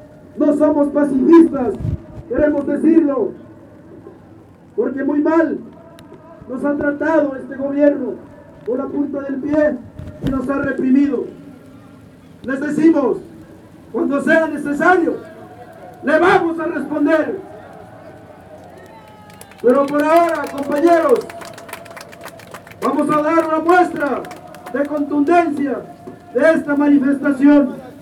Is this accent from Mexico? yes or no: yes; Mexico; queremos decirles que como mexicanos, hijos del maíz y de la lluvia